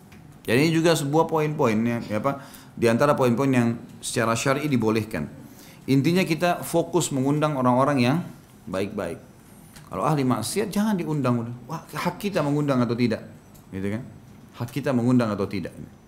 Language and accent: Indonesian; Makassar, South Sulawesi, Indonesia; Saya orang Makassar. Makassar mengatakan undang mantu ya.